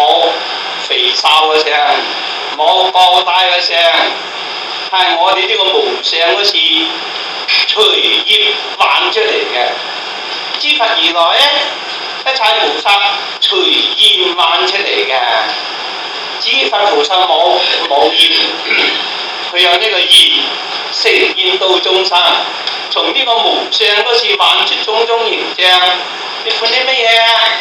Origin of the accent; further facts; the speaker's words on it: China; 麵包啊，等於我哋中國人咧做嗰啲麵差不多